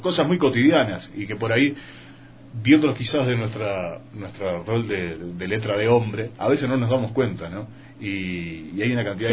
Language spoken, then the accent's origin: Spanish; Uruguay; En realidad yo me vine a Uruguay, yo soy uruguayo